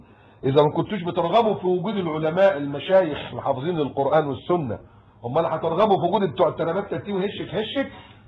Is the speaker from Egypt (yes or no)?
yes; Egypt; ان انا مصري